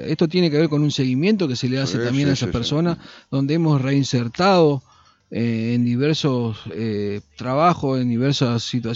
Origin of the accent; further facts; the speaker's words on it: Concordia, Entre Ríos, Argentina; Yo, cuando digo que soy de Concordia, ¿no?